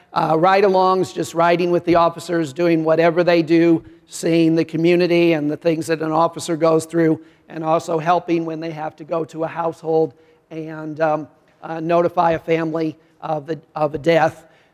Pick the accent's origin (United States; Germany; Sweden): United States; Illinois; I grew up in Illinois, farm boy, and had never traveled, never been out of the country.